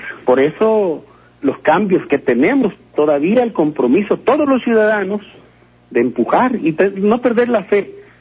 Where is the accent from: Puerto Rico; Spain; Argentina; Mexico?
Mexico; Tabasco; now in Ciudad Juárez, Mexico; Yo soy de Tabasco. Sí. Allá nací, obviamente, hoy vivo aquí en Juárez